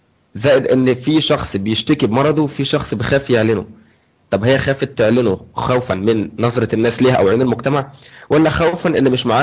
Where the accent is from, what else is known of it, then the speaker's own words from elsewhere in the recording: Egypt; دلوقتي بنلاقي في البرامج التلفزيونيه عندنا في مصر مذيعه بتتكلم عن الاستنساخ